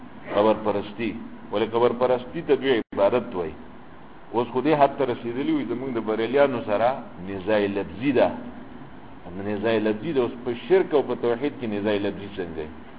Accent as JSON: {"language": "Pashto", "country": "Pakistan", "said": "ما د مصر نه یم د پاکستان یم پاکستانی"}